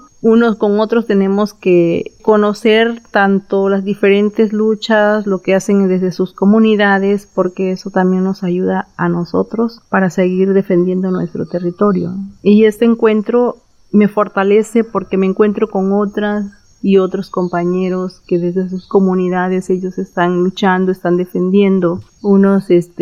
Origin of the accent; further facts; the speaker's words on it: Villa de Tututepec, Oaxaca, Mexico; Yo soy de la Comunidad de la Luz. Pertenezco al municipio de Villa de Tututepec.